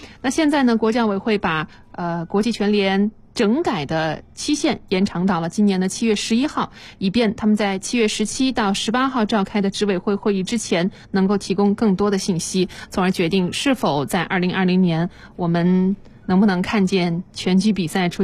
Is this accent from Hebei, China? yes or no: no; Nanjing, Jiangsu, China; 新的一线城市里边也多了我的家乡南京。